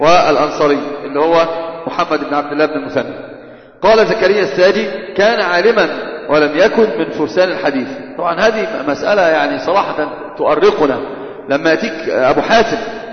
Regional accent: Upper Egypt, Egypt; أنا قلت دائما كثيرا عندنا بستشهد بالصعيد، عندنا في الصعيد يحسبونه قرآنا

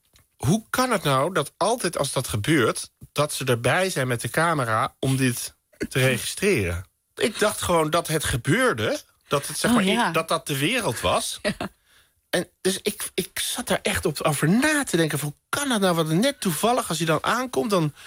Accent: Amsterdam, North Holland, Netherlands; Ik kom uit Amsterdam bij het Veldert.

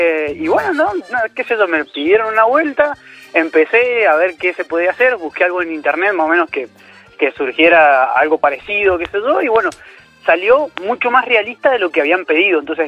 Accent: Mendoza, Argentina; yo soy del sur de Mendoza, pero he tenido que mandar hacia Mendoza capital

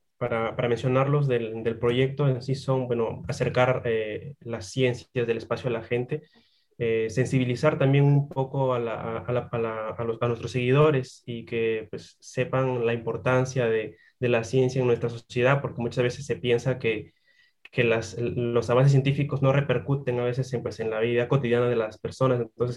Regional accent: Peru; y bueno, yo que soy de Perú, ¿no?

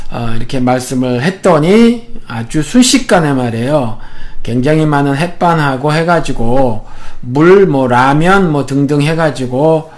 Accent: South Korea; 제가 한국 사람이니까

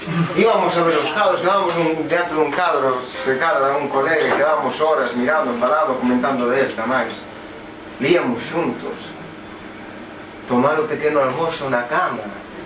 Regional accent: Vilanova, Galicia, Spain; É curioso, porque eu son de Vilasnova, que é o concello de Vila García da Arousa

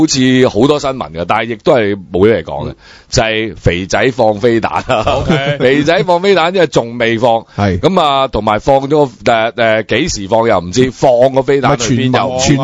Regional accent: Hong Kong; accent: Hong Kong; 作為一個香港人呢

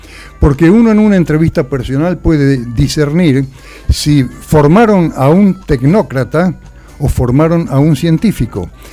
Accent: Zárate, Buenos Aires Province, Argentina; Yo soy de Zárate.

